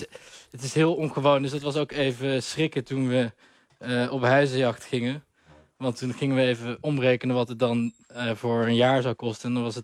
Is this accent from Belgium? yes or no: no; Netherlands; En dat vinden wij als Nederlanders natuurlijk een beetje krom.